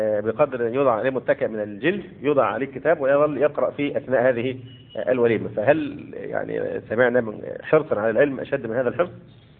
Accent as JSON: {"language": "Arabic", "country": "Egypt", "said": "وربما الأمر هنا عندنا في مصر أخف"}